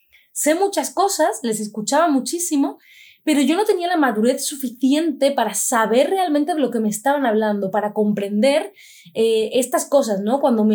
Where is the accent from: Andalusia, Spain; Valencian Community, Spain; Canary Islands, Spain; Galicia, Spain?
Andalusia, Spain; hay ruido, somos andaluces, eso también se nota, por supuesto.